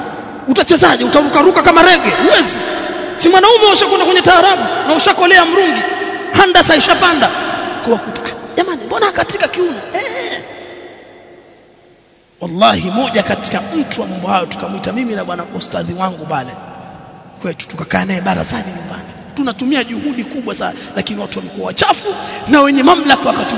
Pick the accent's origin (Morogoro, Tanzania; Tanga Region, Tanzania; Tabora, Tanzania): Tanga Region, Tanzania; Tanga; Kama kule kwetu kuna ngoma inaitwa kijambi kule Tanga, mshakisikia kijambi?